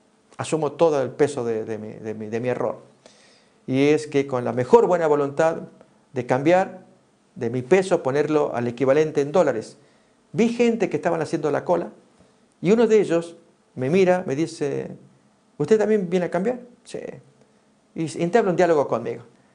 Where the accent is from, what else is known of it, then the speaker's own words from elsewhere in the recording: Argentina; Y allá en mi país, en la ciudad principal, en Buenos Aires, había una zona, ahí tenemos el peso argentino.